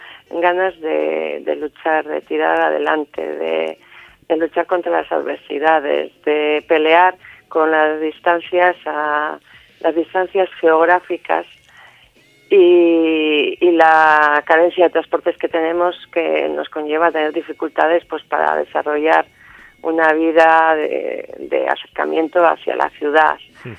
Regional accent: Carranza, Basque Country, Spain; Soy de Carranza, del Valle de Carranza.

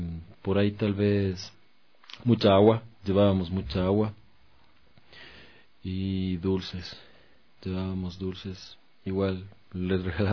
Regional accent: Ecuador; nosotros nos identificamos como ecuatorianos

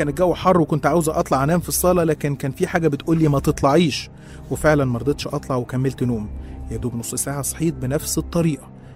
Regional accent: Qena Governorate, Egypt; احنا أصلا من الصعيد من محافظة قنا، والمواقف اللي هحكيها دي حصلت كلها هناك

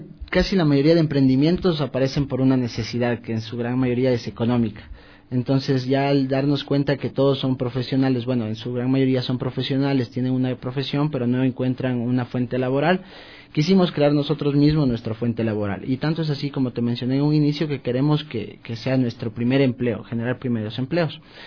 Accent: Quito, Pichincha, Ecuador; necesitamos generar una identidad como ecuatorianos, una identidad como quiteños, saber de dónde venimos y hacia dónde vamos.

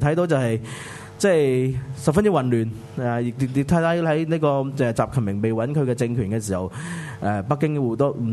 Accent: Hong Kong; 如果我哋香港人自己未建立返一个嘅本土嘅意识

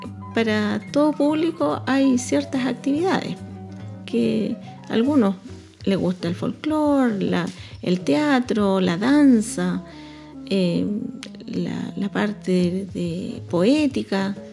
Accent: Angol, Araucanía, Chile; Yo recuerdo cuando era niña, joven, en Angol se escuchaban solamente grupos folclóricos

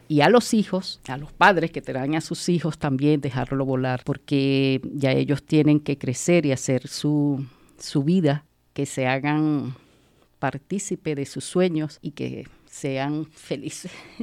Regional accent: Venezuela; moved away; Yo vengo de Venezuela.

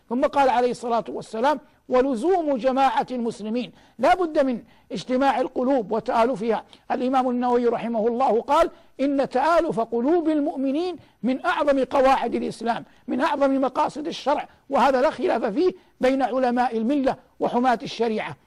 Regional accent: Saudi Arabia; وقد من الله عز وجل على بلادنا المملكة العربية السعودية بالأمن

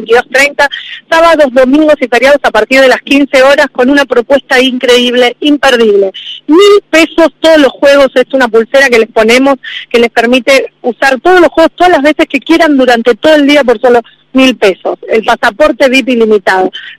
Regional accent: Chubut, Argentina; Nosotros principalmente somos del sur de la Patagonia, de Chubut

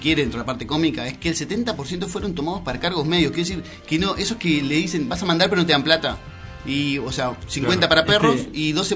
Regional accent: Uruguay; no digo como uruguayo, pero sí de nuestro gobierno

